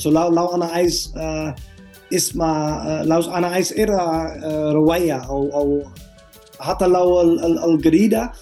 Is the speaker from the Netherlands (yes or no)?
yes; Netherlands; Arabic is a second language; now in Egypt; انا دلوقتي من هولندا، انا بعمل كذا كذا هنا في مصر.